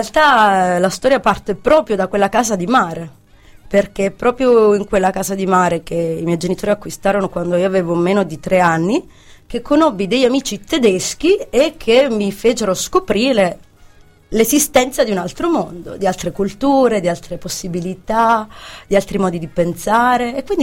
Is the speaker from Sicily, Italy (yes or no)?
yes; Menfi, Sicily, Italy; Anch'io da Menfi.